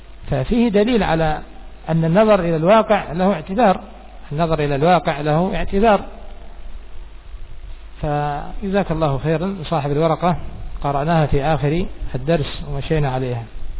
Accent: Yemen; عندنا في اليمن

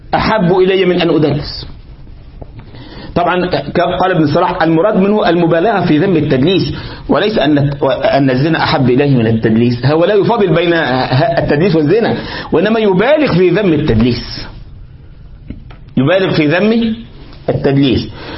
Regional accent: Egypt; انت تفهم بقى عندنا في مصر يقول في الرياض يبقى معناها ايه؟

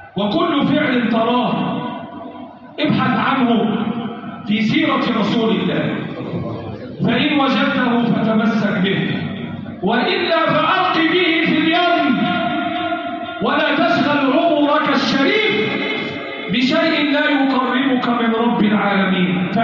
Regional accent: Egypt; اللهم احفظ بلدنا مصر وسائر بلاد

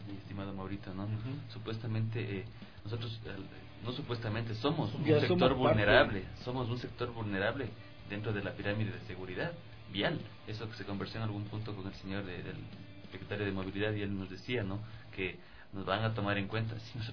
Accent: Ecuador; es lo que siempre me doy contra la pared como ecuatoriano y digo, qué bestia, en qué mundo y en qué país vivimos, en Ecuador

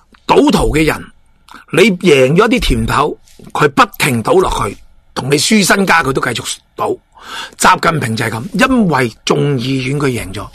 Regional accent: Hong Kong; 咁我哋香港人最叻㗎啦，买两边。

